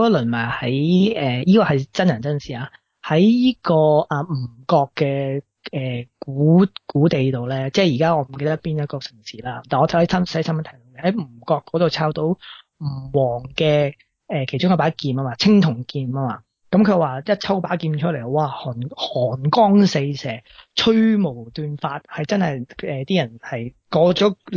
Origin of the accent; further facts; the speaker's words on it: China; 我点解会觉得我系中国人呢？